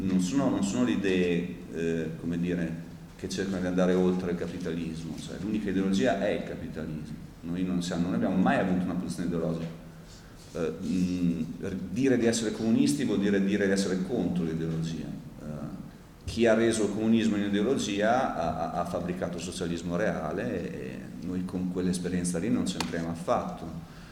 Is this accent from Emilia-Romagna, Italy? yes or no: yes; Bologna, Emilia-Romagna, Italy; quindi siamo bolognesi, no?